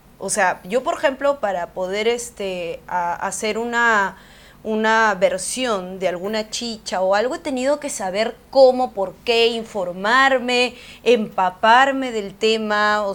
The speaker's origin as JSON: {"language": "Spanish", "town": "Huancayo", "region": "Junín", "country": "Peru", "tie": "born or raised there", "also_born_or_lived": "Callao", "said": "que yo he nacido en el Callao, pero me he criado desde mi primer año en Huancayo. Yo he adoptado toda su cultura, me siento orgullosa, donde voy siempre digo que soy de Huancayo."}